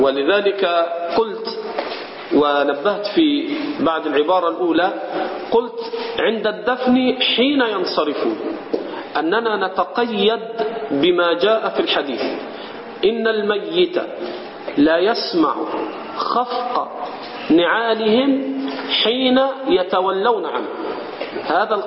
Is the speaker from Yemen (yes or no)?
no; Egypt; هذه من البدع عندنا في مصر